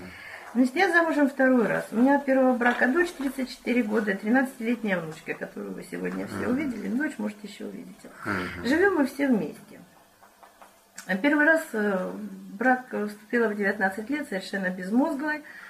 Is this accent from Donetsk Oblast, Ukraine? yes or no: yes; Donetsk, Donetsk Oblast, Ukraine; мне 59 лет, я из Донецка, Украина, ну там, как и в Киеве, тоже говорят на русском языке.